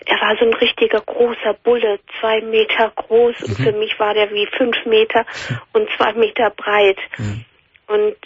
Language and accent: German; Spain; German is a second language; now in Germany; Aus Spanien.